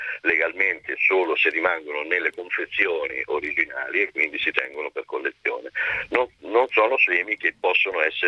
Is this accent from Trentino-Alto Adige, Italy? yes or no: no; Marche, Italy; Si semina nelle mie zone, io sono marchigiano